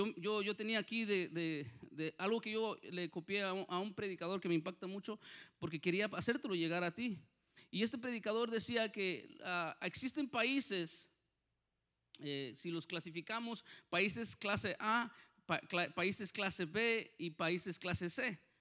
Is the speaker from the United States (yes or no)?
no; Mexico; en México, yo soy de México, para los que no, que parezco italiano, pero soy de mexicano.